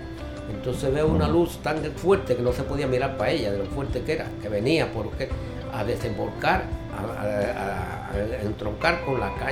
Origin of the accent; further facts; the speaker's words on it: Santa Clara, Villa Clara, Cuba; Yo soy de Santa Clara.